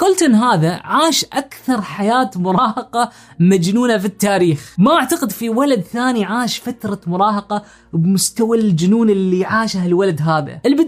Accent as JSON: {"language": "Arabic", "country": "Oman", "said": "خلونا الحين نجرب نشتري، بما أني من عمان راح أحط عمان"}